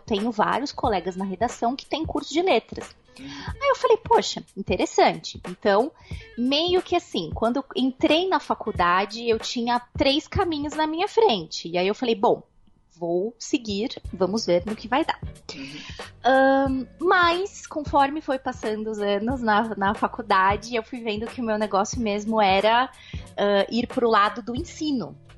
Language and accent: Portuguese; São Paulo, Brazil; E eu só moro há quase um ano, ainda vou fazer um ano, daqui a um mês. Quase um ano no interior de São Paulo, mas eu sou nascida e criada aí em São Paulo.